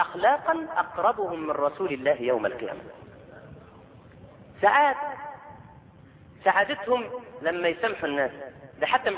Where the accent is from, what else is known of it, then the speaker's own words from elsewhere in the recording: Egypt; مع العلم ان عندنا في مصر ناس شطار جدا